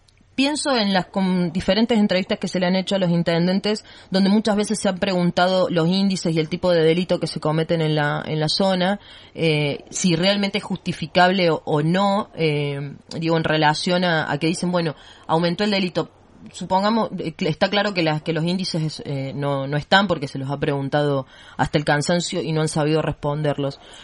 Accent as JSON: {"language": "Spanish", "region": "Córdoba", "country": "Argentina", "said": "Yo salgo a caminar a la noche por mi pueblo, yo soy de una de las ciudades de Sierra Chica"}